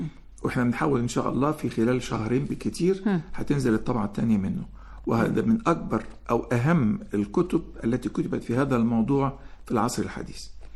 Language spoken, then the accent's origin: Arabic; Egypt; طرق التدريب أو التعليم عندنا في مصر ما بتكشفش المواهب